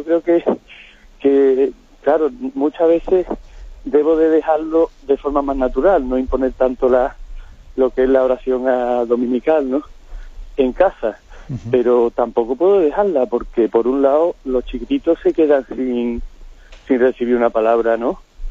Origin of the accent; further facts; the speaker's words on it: Seville, Andalusia, Spain; soy de Sevilla, y le llamo porque tengo la duda